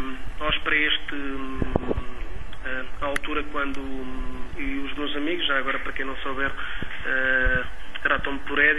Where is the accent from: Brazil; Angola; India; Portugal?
Portugal; Évora; also born or lived in Lisbon; com L de Lisboa, que foi a cidade onde eu nasci, com o E de Évora, uma cidade que também me diz muito, que foi a cidade onde eu vivi alguns anos e cresci.